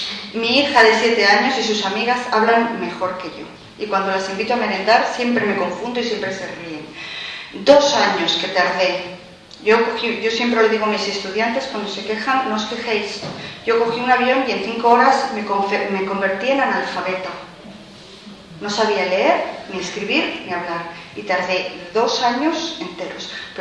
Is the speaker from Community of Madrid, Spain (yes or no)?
yes; Madrid, Community of Madrid, Spain; also born or lived in Canary Islands; now in Iceland; porque yo soy madrileña, pero Canarias es mi tierra de adopción, la que yo he elegido con el corazón, porque es la que más me gusta, y me fui a vivir allí.